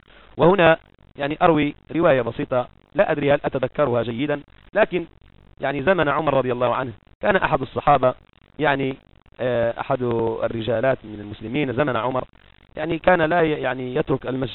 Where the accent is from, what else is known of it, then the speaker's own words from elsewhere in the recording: Morocco; كما هو معهود عندنا في المغرب ولله الحمد لا زالوا على هذه السيرة